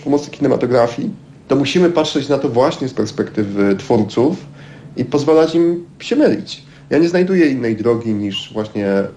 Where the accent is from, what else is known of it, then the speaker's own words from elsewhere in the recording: southern Poland, Poland; Ja pochodzę z południa Polski i mam takie silne miejsce przynależności właśnie w Europie Środkowej, ale i południowej części.